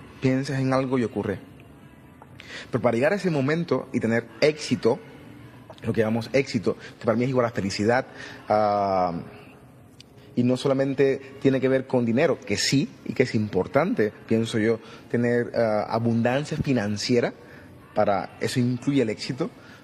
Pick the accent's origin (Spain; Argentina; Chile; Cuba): Cuba; moved away; Salí de Cuba hace 18 años, creo que fue por marzo, creo que es marzo 22, 18 años.